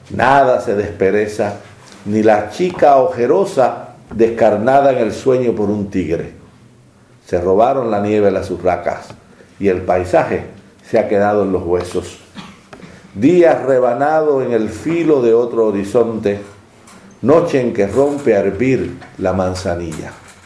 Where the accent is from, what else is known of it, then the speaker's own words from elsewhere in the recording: Havana, Cuba; Yo soy de Centro Habana. Campanario 158.